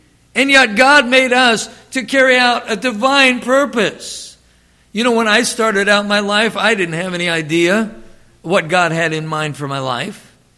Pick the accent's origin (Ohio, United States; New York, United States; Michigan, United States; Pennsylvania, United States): Ohio, United States; Youngstown; also born or lived in Alliance; And so I grew up in Alliance and Youngstown and some of those places in Ohio.